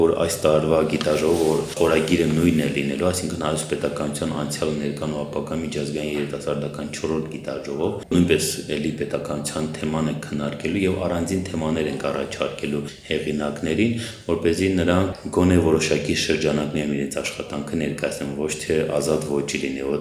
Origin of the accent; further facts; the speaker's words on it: Nagorno-Karabakh, Azerbaijan; որը մեզ համար և որպես արցախցի ու որպես կազմակերպություն շատ մեծ հպարտություն է։